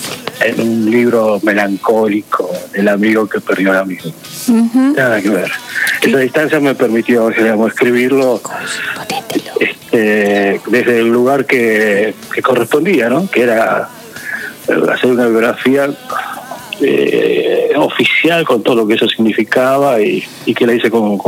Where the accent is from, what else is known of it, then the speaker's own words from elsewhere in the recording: Rosario, Santa Fe, Argentina; Yo era sido del bar, sí, como todo rosarino